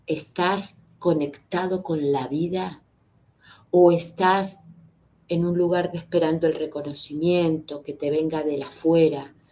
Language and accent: Spanish; Argentina; born there; tenemos que empezar a reconciliarnos con los que nacimos acá en Argentina, con esa gran madre que es Argentina